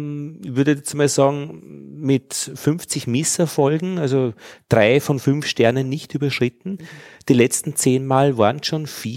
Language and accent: German; Altheim, Upper Austria, Austria; In Altheim und ich bin in Braunau am Inn zur Schule gegangen.